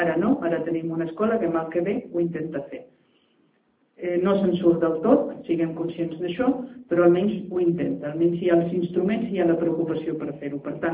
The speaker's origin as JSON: {"language": "Catalan", "region": "Catalonia", "country": "Spain", "said": "Perquè també podem ser nosaltres, com a catalans, una minoria dintre d'aquesta societat multicultural"}